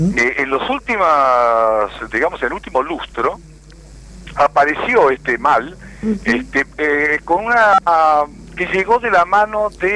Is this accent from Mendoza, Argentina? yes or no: no; Buenos Aires Province, Argentina; Porque soy de provincia de Buenos Aires.